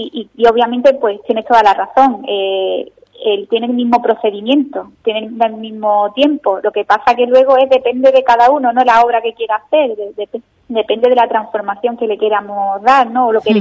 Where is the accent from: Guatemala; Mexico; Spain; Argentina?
Spain; Ubrique, Andalusia; espero tener próximamente la oportunidad de que todos los ubriqueños puedan verlo aquí en mi pueblo.